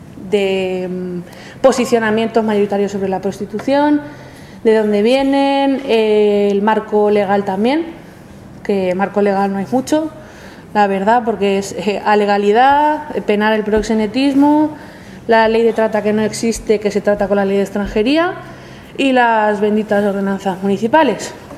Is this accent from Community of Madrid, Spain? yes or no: no; Cuenca, Castilla-La Mancha, Spain; En mi caso, Castilla-La Mancha, porque yo soy de Cuenca, pues si no lo habíais notado con el acentaco que tengo.